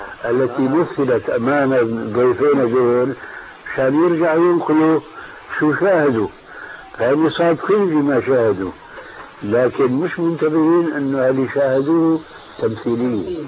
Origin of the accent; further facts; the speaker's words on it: Damascus, Damascus Governorate, Syria; كان عندنا في دمشق